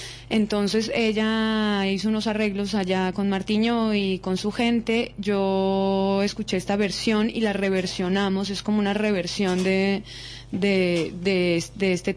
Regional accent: Bogotá, Colombia; now in Barcelona, Spain; somos la mayoría de Bogotá, del interior de Colombia, que vivimos hace muchos años aquí en Barcelona

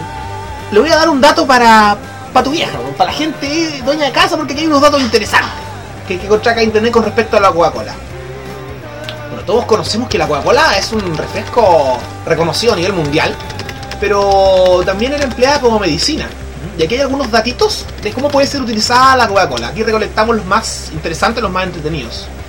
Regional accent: Chile; uno se da cuenta de cómo somos los chilenos.

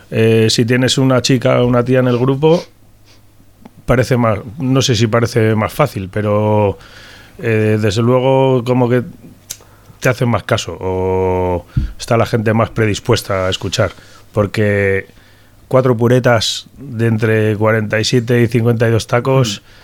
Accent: San Sebastián, Basque Country, Spain; La verdad que sí que soy de Donosti.

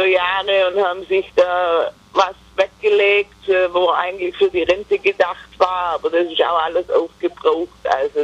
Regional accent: United States; Also mit der Heiratsurkunde als Amerikaner kann ich immer noch rüberreisen.

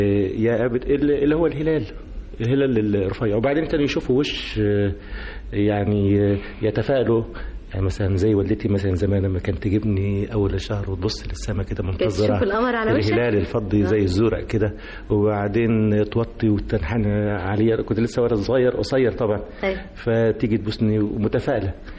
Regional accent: Egypt; نيجي إحنا كمصريين نخلع من علينا مفاخرنا

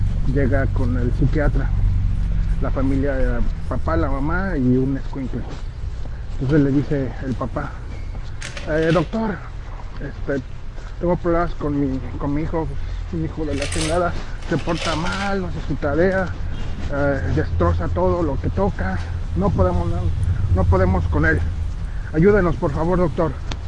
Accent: Australia; soy de Australia.

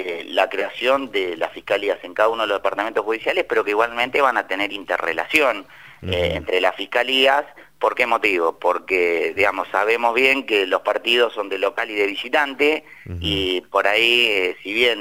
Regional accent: Lomas de Zamora, Buenos Aires Province, Argentina; de donde soy oriundo, de Loma de Zamora.

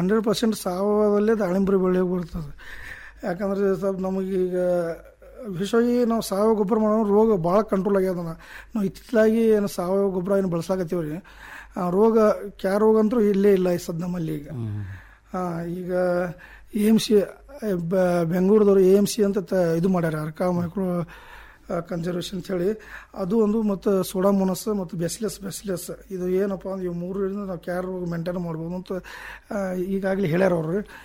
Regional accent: Katharagrama, Karnataka, India; Indi taluk ಕಾತರಗ್ರಾಮ ನನ್ನೂರು.

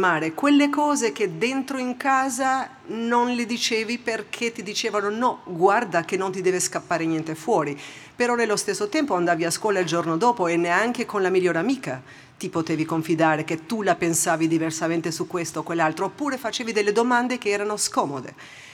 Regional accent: Albania; Italian is a second language; moved away as an adult; also born or lived in United States; now in Switzerland; Io praticamente ho passato 28 anni in Albania e sono adesso quasi 28 anni che ho vissuto fuori dall'Albania. Quindi sono albanese, ma sono svizzera, poi ho vissuto per 11 anni e mezzo negli Stati Uniti

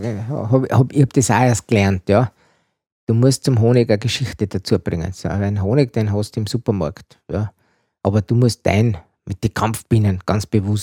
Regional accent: Jenbach, Tyrol, Austria; now in Vienna, Austria; Ich komme aus Tirol. Ich komme aus Jembach, genau.

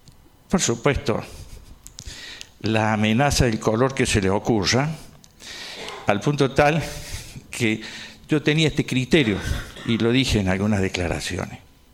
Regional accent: Córdoba, Argentina; Incluso uno como es cordobés no pide la costumbre.

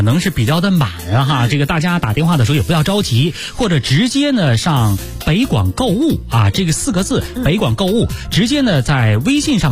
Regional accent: China

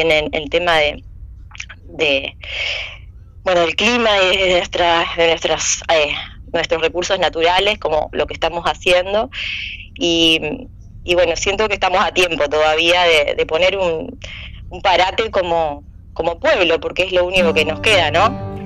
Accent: San Carlos, Maldonado, Uruguay; also born or lived in Montevideo; Yo soy de San Carlos, me crié, o sea, nací en Montevideo, pero por circunstancias médicas, pero soy criada en San Carlos

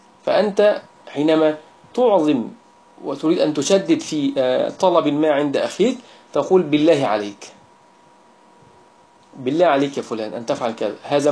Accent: Egypt; وهي التي يعني هي درجة عندنا في مصر

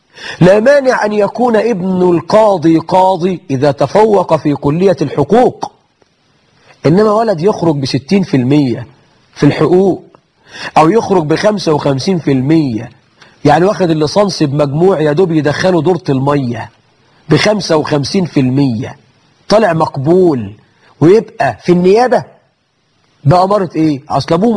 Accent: Egypt; نحن عندنا في مصر مئات الآلاف من المبارك.

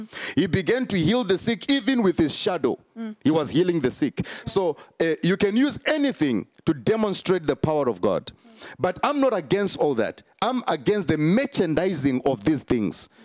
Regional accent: Zimbabwe; and I'm from Zimbabwe.

